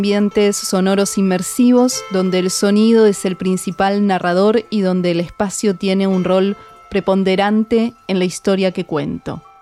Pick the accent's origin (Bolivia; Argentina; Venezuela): Argentina; Buenos Aires; also born or lived in Mexico; now in Córdoba, Argentina; Soy de Buenos Aires, viví 14 años en México y ahora vivo en Córdoba.